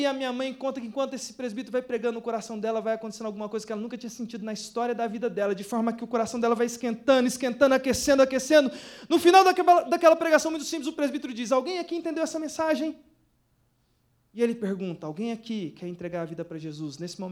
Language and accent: Portuguese; Anápolis, Goiás, Brazil; Sou lá de Goiás, nascido em Anápolis, comedor de piqui, irmãos